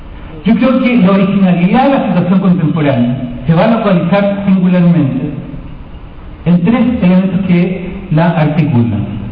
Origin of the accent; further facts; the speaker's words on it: Chile; En Chile de hoy, en mi país, se desarrolla ya durante varias semanas una huelga de hambre de la comunidad mapuche